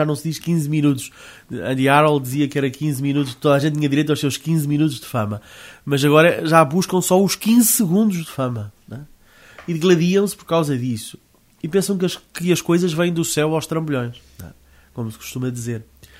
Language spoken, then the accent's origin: Portuguese; Portugal; Eu confesso-vos, como português, né, e eu sou patriota